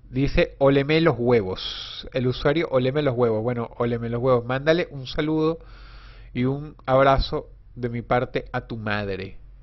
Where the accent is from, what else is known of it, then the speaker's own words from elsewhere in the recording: Caracas, Capital District, Venezuela; moved away as an adult; yo era de Caracas. Yo nací en Caracas y hasta los 25 años viví en la urbanización Miranda. Final Avenida del Centro Urbanización Miranda, Caracas, Venezuela.